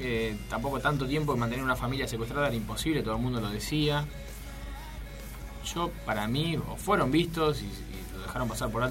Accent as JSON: {"language": "Spanish", "country": "Argentina", "said": "Ahora, ¿viste cómo somos los argentinos?"}